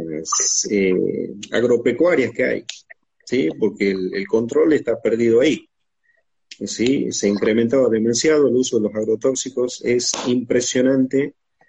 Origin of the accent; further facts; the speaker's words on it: Palpalá, Jujuy, Argentina; born there; En Palpalá, Jujuy, a 15 kilómetros de San Salvador.